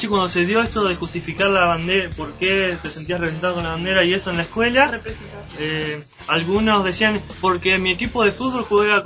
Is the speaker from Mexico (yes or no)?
no; Argentina; porque todos somos argentinos, somos representados por esa bandera